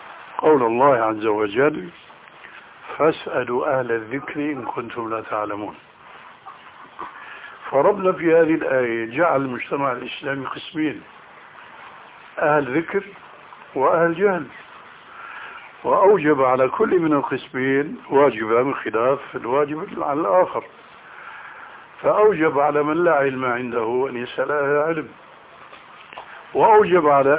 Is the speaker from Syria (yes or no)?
yes; Syria; كما يقولون عندنا في سوريا يا أرض اشتدي ما حدا عليك أدي